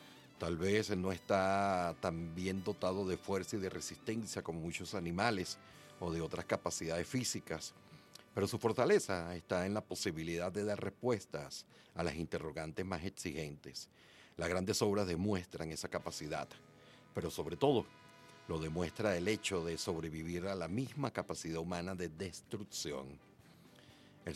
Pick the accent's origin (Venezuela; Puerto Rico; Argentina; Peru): Venezuela; que somos latinoamericanos, que somos venezolanos, venezolanas